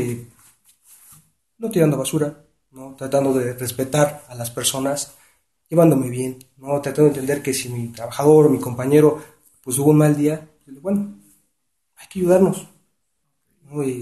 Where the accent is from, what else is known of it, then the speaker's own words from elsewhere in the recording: Iztapalapa, Mexico City, Mexico; also born or lived in Nezahualcóyotl; Yo nací en Nezahualcóyotl, he radicado mi vida en la colonia Renovación, Iztapalapa.